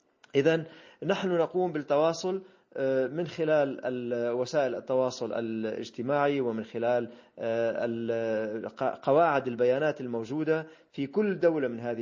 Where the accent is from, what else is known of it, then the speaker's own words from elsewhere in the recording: Syria; now in Marseille, France; نحن كسوريين كما قلت، وأنا الآن موجود في مدينة مارسيليا